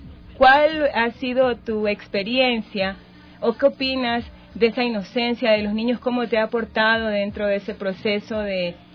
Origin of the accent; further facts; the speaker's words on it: Esmeraldas, Ecuador; Muchos de los que estamos aquí presentes somos de Esmeraldas y tenemos amigos esmeraldeños